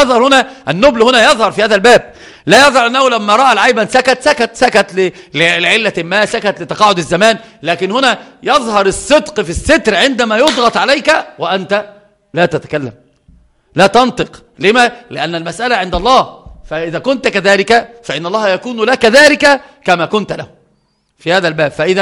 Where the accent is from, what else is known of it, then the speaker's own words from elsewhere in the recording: Upper Egypt, Egypt; يعني انا صعيدي اتكلم عن نفسي